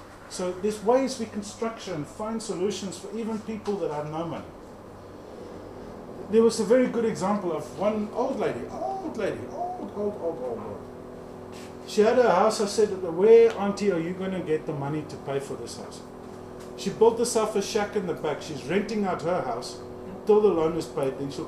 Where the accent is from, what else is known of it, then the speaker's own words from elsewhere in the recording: South Africa; I'm a South African